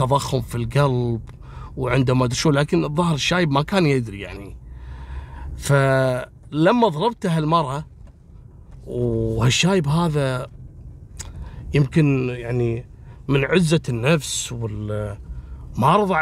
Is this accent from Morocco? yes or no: no; Kuwait; في منطقة العديلية عندنا في الكويت